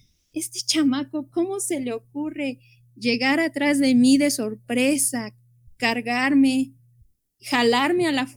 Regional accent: Acatzingo, Puebla, Mexico; yo fui a una escuela rural, yo soy originaria de Acatzingo

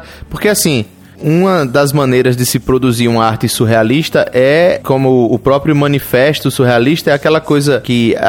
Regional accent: Northeast Region, Brazil; como bom nordestino, me recuso a falar

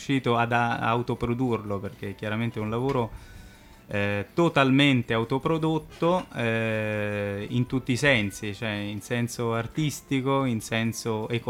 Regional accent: Rome, Lazio, Italy; vengo da Roma ma la mia famiglia è veneziana, per cui insomma back to the roots direbbero gli americani.

